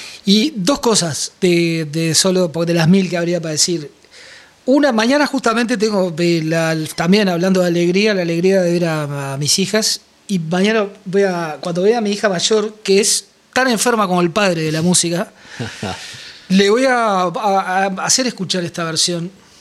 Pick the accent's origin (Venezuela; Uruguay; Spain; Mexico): Uruguay; nos autoflagelamos un poco en Uruguay, ¿no?